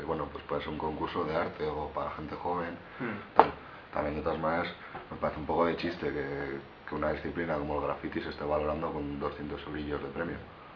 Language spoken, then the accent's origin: Spanish; Pamplona, Navarre, Spain; somos, la mayoría somos de aquí de Pamplona